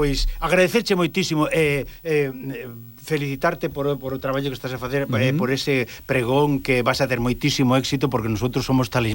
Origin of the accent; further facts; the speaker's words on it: Cortegada, Galicia, Spain; dixen que eu vivín, nacín en Cortegada.